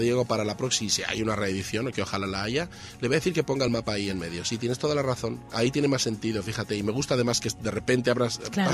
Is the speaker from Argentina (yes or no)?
no; Bilbao, Basque Country, Spain; now in Madrid, Spain; Soy de Bilbao.